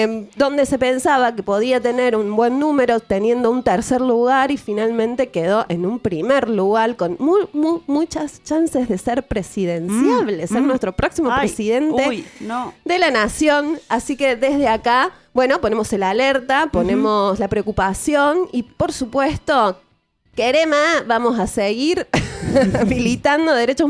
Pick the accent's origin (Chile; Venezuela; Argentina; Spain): Argentina; esas coyunturas dramáticas que vivió uh-huh. la Argentina y que vivimos como argentinos.